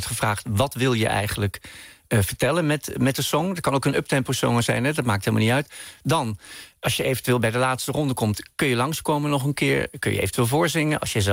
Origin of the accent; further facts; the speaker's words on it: Bergen op Zoom, North Brabant, Netherlands; wat ik zelf in de stad, in dit geval Berg op Zoom, waar ik opgroeide, zag